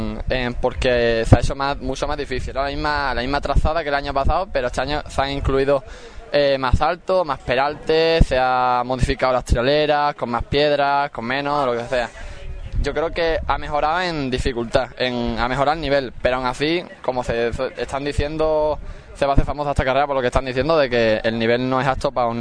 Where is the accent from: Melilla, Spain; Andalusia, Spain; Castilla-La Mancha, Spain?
Andalusia, Spain; Ubrique; En mi pueblo me parece perfecto, pero yo también he preguntado qué les parecía. Yo me llevo una buena sensación, vamos, de tener la gran suerte de que sea un campeonato de España en Ubrique.